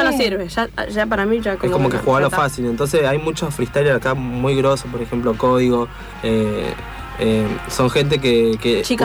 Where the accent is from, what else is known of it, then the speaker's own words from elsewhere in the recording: Buenos Aires, Argentina; Mirá, yo me crié en Soldati.